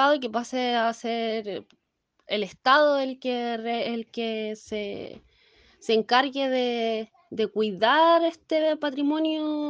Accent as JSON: {"language": "Spanish", "town": "Rancagua", "region": "O'Higgins", "country": "Chile", "said": "soy de Rancagua"}